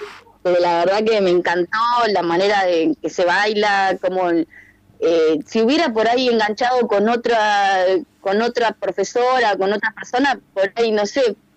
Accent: Bahía Blanca, Buenos Aires Province, Argentina; now in La Plata, Argentina; la verdad que me cambió la vida venir a vivir a La Plata sin renegar de donde soy, pero bueno, en otras épocas por ahí en Bahía Blanca no era tan fácil expresarse

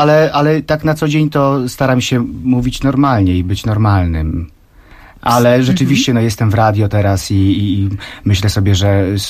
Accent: Szczecin, West Pomeranian Voivodeship, Poland; jestem ze Szczecina, więc jak się przedstawiałem, to już to było słychać, prawda?

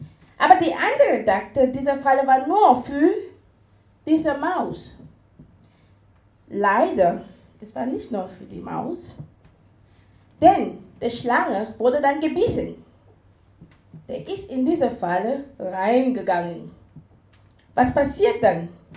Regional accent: Cameroon; now in Esslingen, Germany; Ich bin in Kamerun geboren und aufgewachsen, lebe seit 11 Jahren in Deutschland, beziehungsweise seit 8 Jahren in Esslingen.

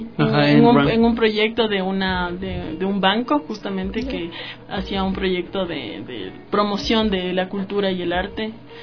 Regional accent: Quito, Pichincha, Ecuador; moved away as an adult; now in France; soy soprano lírica quiteña y llevo 3 años estudiando en Francia, donde en este momento resido

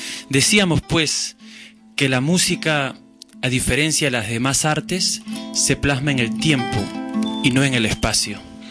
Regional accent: Lima, Peru; now in Barcelona, Spain; Yo soy de Lima, Perú, del distrito de Barranco, un distrito bohemia. Soy cuarta generación de barranquino porque toda mi familia ha vivido en Barranco y hace 10 años que ya camino por las calles de Barcelona.

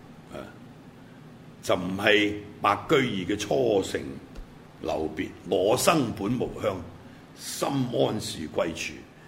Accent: Hong Kong; 譬如我係香港人，咁你話我有鄉，屌我原籍係廣東陸豐大安鄉，咁但係我香港出世噶嘛

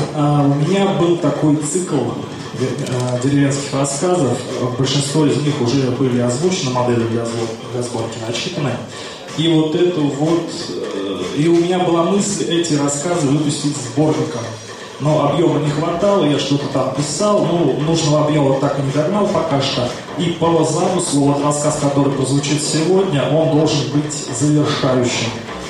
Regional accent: Ivanovo, Ivanovo Oblast, Russia; Я сам из Иваново, из Ивановской области, человек сельский, деревенский.

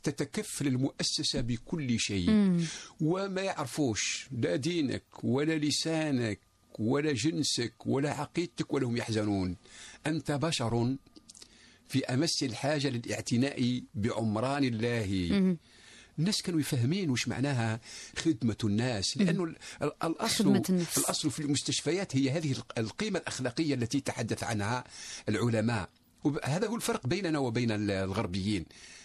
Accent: Algeria; also born or lived in Paris, France; أنا عشت في باريس لفترة 5 سنوات واستفدت، ولكن بشرط، لأني أنت تعرف باللي أنا جزائري

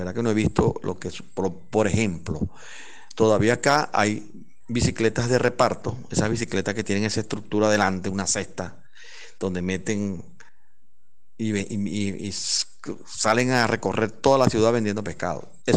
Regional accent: Cumaná, Sucre, Venezuela; born there; como bueno, muchos me dicen de cariño de esa manera, ¿no? Yo nací aquí en Cumaná un 11 de septiembre del año 1967.

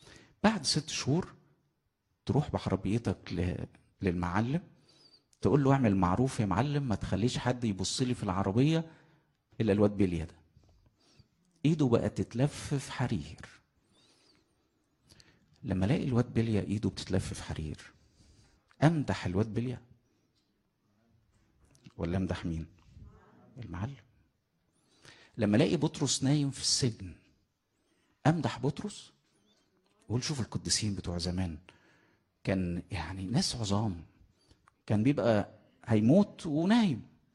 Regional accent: Egypt; accent: Egyptian; في لهجتنا المصرية عندنا كلمتين

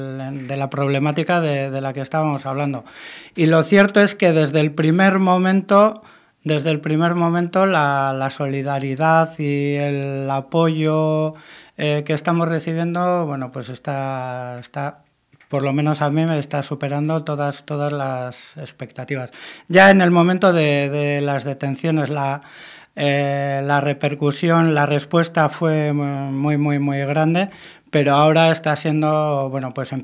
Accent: Mundaka, Basque Country, Spain; now in Bilbao, Spain; yo vivo en Bilbao pero soy de Mundaka

